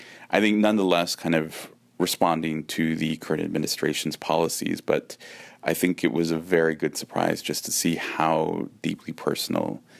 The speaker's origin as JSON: {"language": "English", "town": "San Francisco", "region": "California", "country": "United States", "tie": "born or raised there", "said": "growing up, it was always a very kind of personal thing, of a very kind of family cultural practice. Growing up in the Mission District, the Day of the Dead procession that takes place every year in the 80s, it was much more focused on families."}